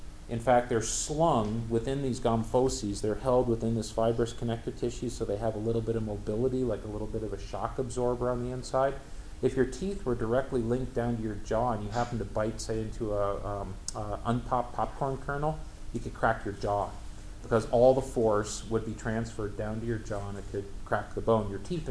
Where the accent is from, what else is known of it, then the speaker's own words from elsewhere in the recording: North Dakota, United States; Yes, I say root. I can't say root. I come from North Dakota.